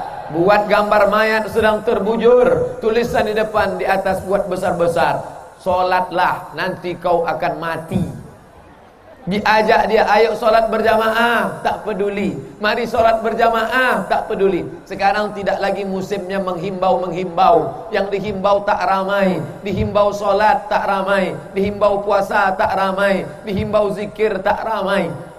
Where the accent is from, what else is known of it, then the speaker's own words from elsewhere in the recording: Riau, Indonesia; Kalau kami datang dari bumi lancang kuning Riau